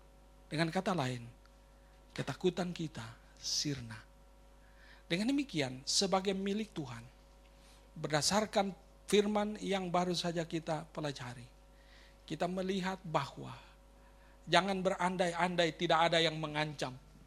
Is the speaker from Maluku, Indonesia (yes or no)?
yes; Ambon, Maluku, Indonesia; born there; Dan sampai ke tempat kelahiran saya, Ambon.